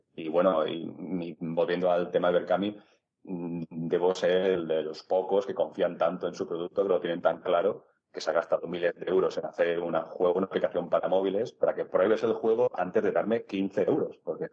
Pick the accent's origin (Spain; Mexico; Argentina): Spain; Palma de Mallorca, Balearic Islands; he mencionado que soy de Palma de Mallorca, que resido aquí